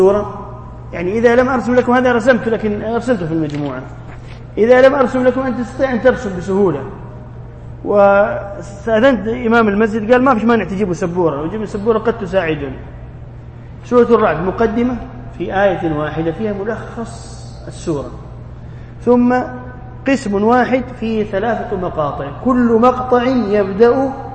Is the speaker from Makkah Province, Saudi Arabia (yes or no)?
yes; Jeddah, Makkah Province, Saudi Arabia; أذكر أننا زرعنا في الحديقة عندنا في جدة ونحن صغار شجرة رمان